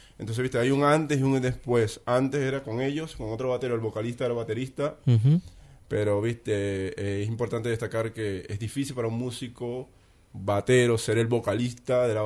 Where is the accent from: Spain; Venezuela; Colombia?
Venezuela; now in Buenos Aires, Argentina; A raíz, viste, que me fui de Venezuela, Nederheim quedó paralizado